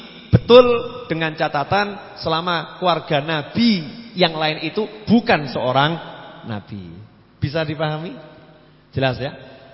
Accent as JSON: {"language": "Indonesian", "region": "Jakarta", "country": "Indonesia", "said": "Saya dari Jakarta."}